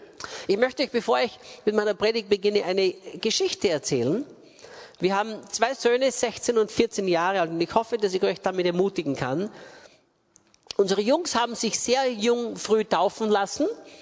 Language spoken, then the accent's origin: German; Austria; also born or lived in England; bin Österreicher, geboren und aufgewachsen in Österreich.